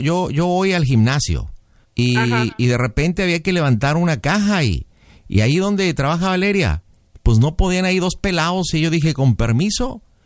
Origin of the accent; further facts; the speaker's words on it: Monterrey, Nuevo León, Mexico; now in Mexico City, Mexico; O sea, yo radico en Monterrey o soy de Monterrey y radico en México.